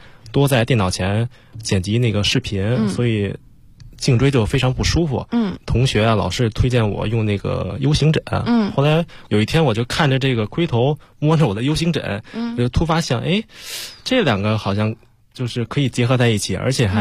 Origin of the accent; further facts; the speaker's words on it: Beijing, China; 因为我从小就是北京人。从小就住在那个西城区。西城区新街口那一块。在那块活动。